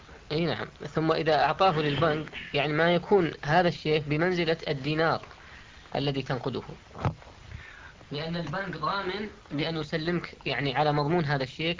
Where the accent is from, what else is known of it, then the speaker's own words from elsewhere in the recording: Saudi Arabia; بنك الراجحي الموجود عندنا في السعودية.